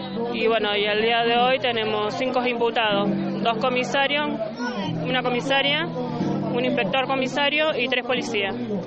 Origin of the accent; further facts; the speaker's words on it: Villa Gobernador Gálvez, Santa Fe, Argentina; para poder velarlo en Villa Gobernador Gálvez, porque soy de Villa Gobernador Gálvez